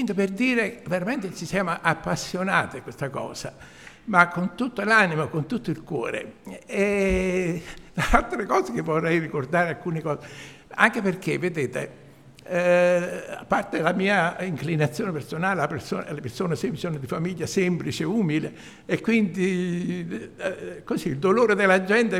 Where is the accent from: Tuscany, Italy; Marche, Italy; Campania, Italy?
Campania, Italy; Cimitile; Anche io sono originario di Cimitirio, vivo a Cimitirio, che sono da 11 anni che sono in pensione, e sto a Cimitirio, anche mio padre era contadino.